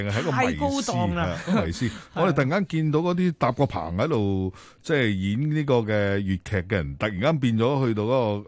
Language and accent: Cantonese; Guangdong, China; 我哋廣東人就唔好識欣賞，但係北方人會去識欣賞呢啲嘢